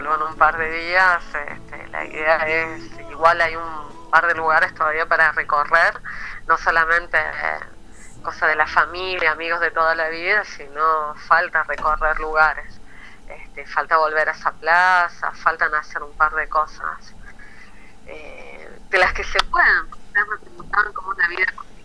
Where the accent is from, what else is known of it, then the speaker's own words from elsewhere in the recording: Chile; acá estamos, también somos chilenos, véanos, porque nosotros también queremos ser parte de este pueblo